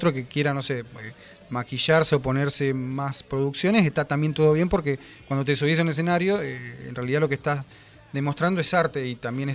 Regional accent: Punta Alta, Buenos Aires Province, Argentina; born there; now in Bahía Blanca, Argentina; Yo nací allá, sí. En el 2000 ya nos mudamos.

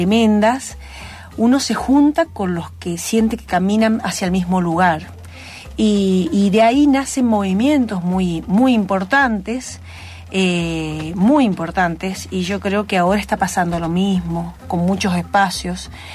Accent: Venado Tuerto, Santa Fe, Argentina; moved away as an adult; also born or lived in Buenos Aires; Y yo soy de Venado Tuerto, vecino, ¿viste?

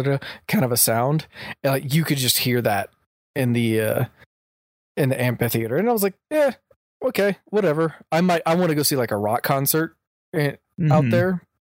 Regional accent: Houston, Texas, United States; So for me, you know, growing up in Houston, it's hot.

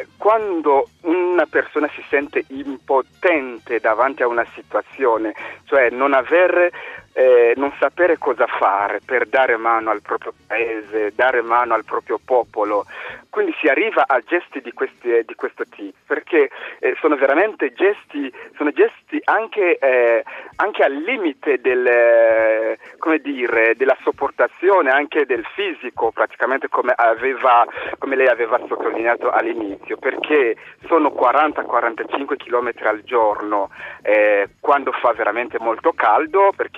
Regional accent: DR Congo; preciso che provengo dalla Repubblica Democratica del Congo

